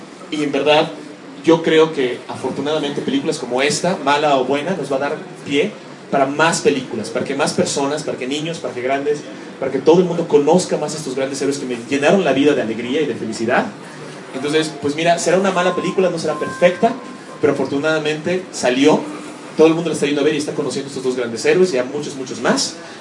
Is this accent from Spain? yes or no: no; United States; now in Mexico City, Mexico; yo crecí mucho en los Estados Unidos. Entonces, mi idea es como que muy estadounidense. Cuando vine a vivir aquí al DF, que fue hace unos años